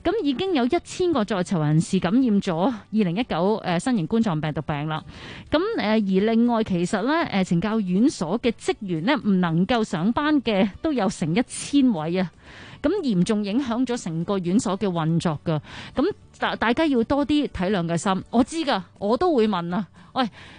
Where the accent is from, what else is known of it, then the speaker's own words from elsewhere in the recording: Hong Kong; 我觉得我哋香港人好叻嘅，大家都好叻嘅。